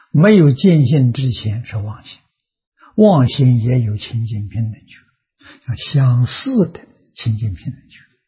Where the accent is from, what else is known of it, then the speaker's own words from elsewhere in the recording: China; 我们中国人讲七情五欲之染污